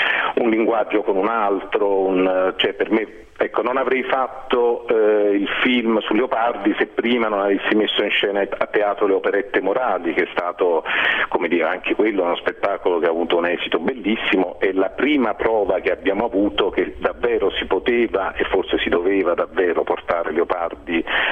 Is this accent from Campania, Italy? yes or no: yes; Naples, Campania, Italy; noi siamo napoletani praticamente tutti